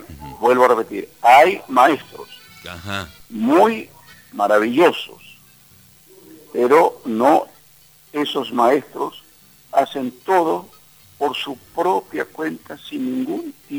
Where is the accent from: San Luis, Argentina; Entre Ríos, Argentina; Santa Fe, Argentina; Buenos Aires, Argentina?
Buenos Aires, Argentina; born there; Y yo accidentalmente nací en Buenos Aires, porque mis padres no hubieran viajado desde Curuzú buscando mejores horizontes, hubiese nacido tal vez en Curuzú